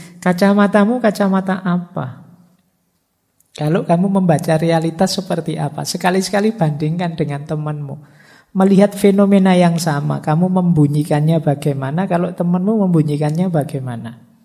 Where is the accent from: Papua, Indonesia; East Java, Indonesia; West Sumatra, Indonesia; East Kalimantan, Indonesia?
West Sumatra, Indonesia; Padang; born there; Saya pak kelahiran Padang. Cara berpikir saya begini, cara ekspresi saya begini